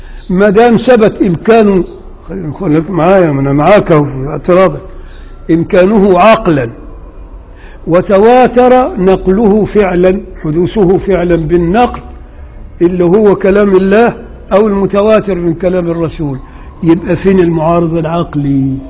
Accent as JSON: {"language": "Arabic", "region": "Upper Egypt", "country": "Egypt", "said": "انا راجل صعيدي وبغير على اللي هنا"}